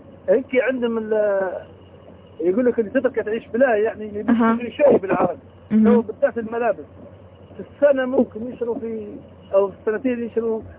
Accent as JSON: {"language": "Arabic", "town": "Misrata", "region": "Misrata District", "country": "Libya", "said": "المهم قلت لك انا من مصراته"}